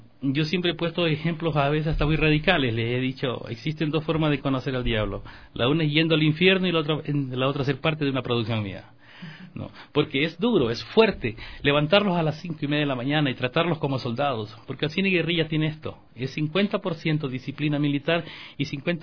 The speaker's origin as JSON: {"language": "Spanish", "region": "Manabí", "country": "Ecuador", "said": "luego vamos a grabar algo en Manabí, no voy a olvidar mi tierra"}